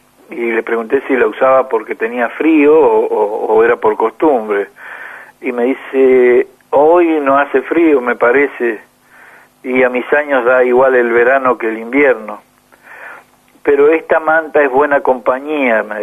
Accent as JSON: {"language": "Spanish", "region": "Mendoza", "country": "Argentina", "said": "soy alguien de Mendoza."}